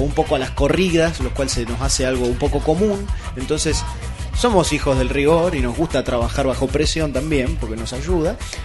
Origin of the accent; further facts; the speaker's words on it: El Bolsón, Río Negro, Argentina; hace 3 años que volví a vivir al Bolsón, mi ciudad natal